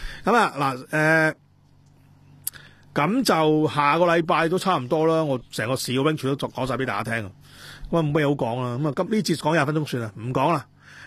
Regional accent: Hong Kong; 我哋係作為香港人係有機會面對一場金融戰

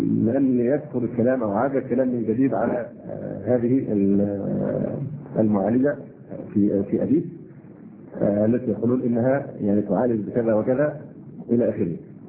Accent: Egypt; ونحن مصريين ونعرف طبيعة بني جلدتنا

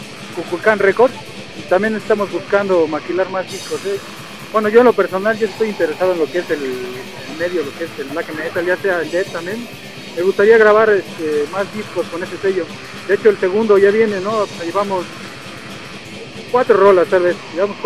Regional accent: Tlalnepantla, State of Mexico, Mexico; De Tlane, bueno, yo soy de Tlane y ellos son de Aragón. Pero normalmente son nuestros rumbos del norte.

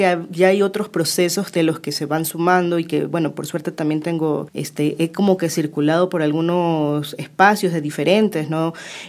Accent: Guayaquil, Guayas, Ecuador; born there; yo nací en Guayaquil

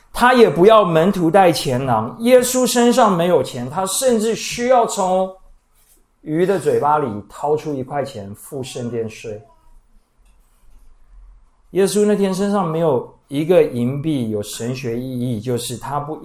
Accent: Taiwan; 尤其我们台湾人听人说我们自己好话之后

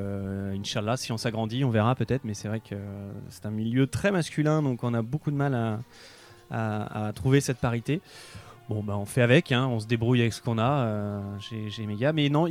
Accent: Caen, Normandy, France; born there; now in Tours, France; Parce que je suis né à Caen, donc j'avais un petit réseau là-bas.

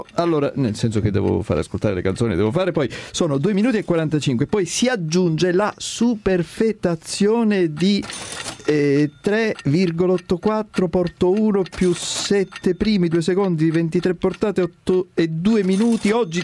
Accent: Sicily, Italy; Non sono greco, sono siciliano.

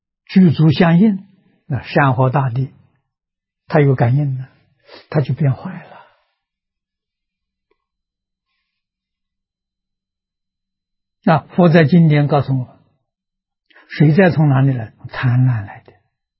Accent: China; 我们中国人讲道德

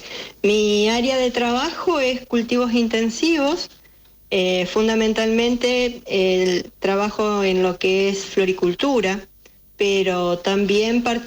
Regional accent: Vera, Santa Fe, Argentina; born there; Soy nacida en Vera, al norte de la provincia de Santa Fe, en el departamento Vera, una ciudad que se desarrolló mucho en su tiempo con la forestal. Es la capital de la cuña boscosa

